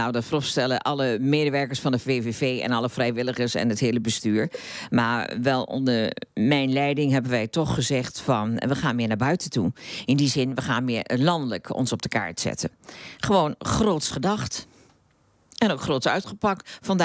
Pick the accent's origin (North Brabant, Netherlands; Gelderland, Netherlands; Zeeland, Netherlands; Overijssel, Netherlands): Overijssel, Netherlands; Ootmarsum; toen noemde ik dat ik uit Ootmarsum kwam en dat ik daar het bedrijf had.